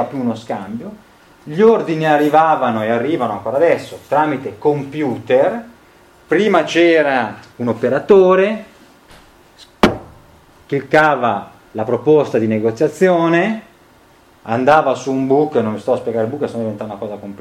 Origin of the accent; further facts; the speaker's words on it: Genoa, Liguria, Italy; io sono di Genova